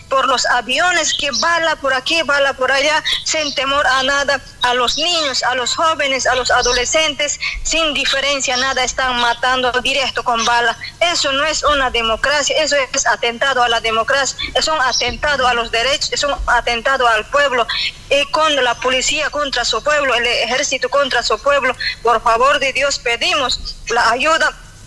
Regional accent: Bolivia; Somos bolivianos, hombres y mujeres, tenemos derecho

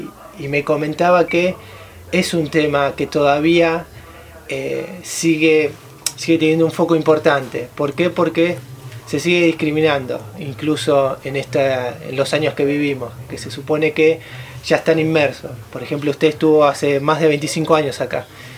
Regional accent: Argentina; moved away; hasta el 2001 viví en mi país, tuve que, digamos, cultivarme y absorber toda lo que es la cultura argentina.

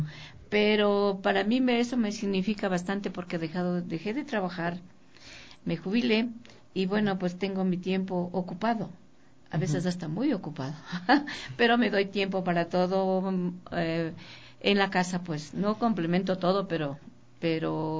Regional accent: Puyo, Pastaza, Ecuador; yo soy del Oriente, yo soy del Puyo, y yo allá conformaba un grupo de danza.

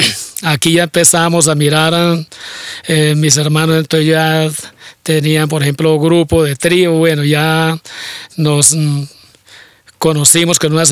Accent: Gambita, Santander, Colombia; más posibilidad de lo que no tenía allá en mi pueblo, en Gambita, porque allá lo que no tenía eran los instrumentos.

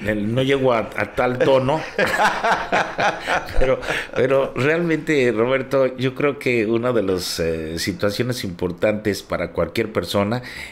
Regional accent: Mexico; moved away as an adult; yo hice un cambio en mi vida cuando me vine a vivir de México para acá

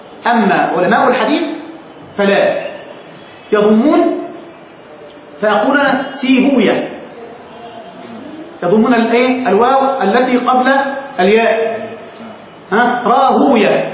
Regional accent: Egypt; احنا نستعملها كده واحنا مصريين

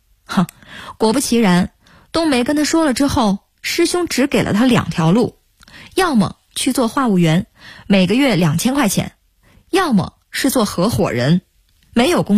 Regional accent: Inner Mongolia, China; 我们是从小一起长大的，老家在内蒙古一个小村子里。

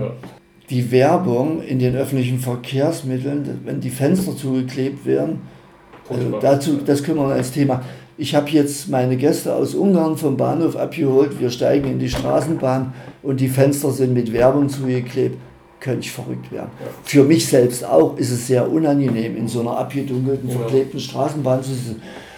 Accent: Halle, Saxony-Anhalt, Germany; born there; mein geliebtes Halle, ich bin ja geboren in Halle und die Stadt ist wunderschön

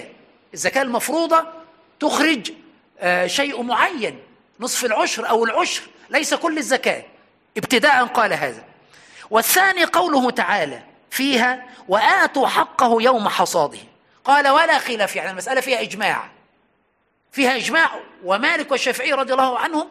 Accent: Aswan, Aswan Governorate, Egypt; يعني وأنا صغير في أسوان كانت هناك بقرة ركبت عليها

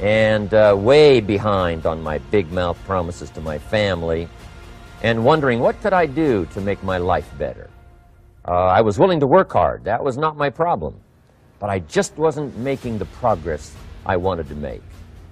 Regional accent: Idaho, United States; born or raised there

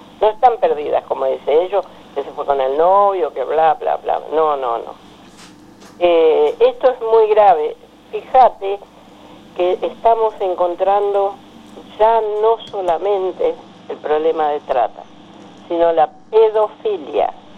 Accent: Misiones, Argentina; vengo de la selva de Misiones, que casi me come una anaconda de 10 metros cuando tenía 8 años

